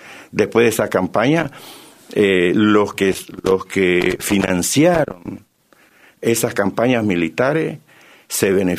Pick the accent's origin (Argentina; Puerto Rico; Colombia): Argentina; Nos tiene que dar identidad como argentino. ¿Qué cosa grande, qué cosa importante nos identifica como argentino?